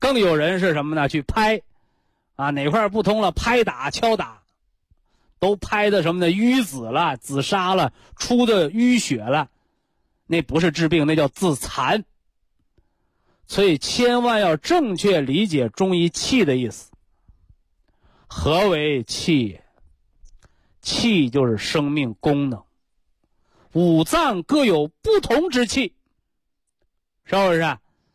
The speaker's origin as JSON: {"language": "Chinese", "country": "China", "said": "可以流传千古的书籍和智慧，我们中国人习惯的把它称之为经"}